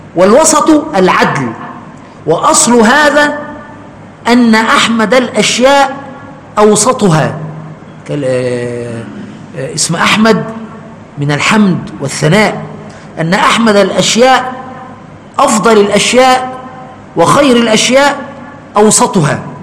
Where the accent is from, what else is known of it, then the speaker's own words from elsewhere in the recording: Egypt; عندنا كمصريين